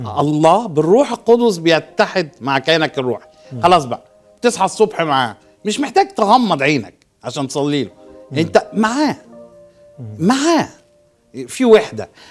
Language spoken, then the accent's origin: Arabic; Egypt; now in Besançon, France; وانا ماشي من مصر كانت الفكرة حاجة الكلام دوت من 25 سنة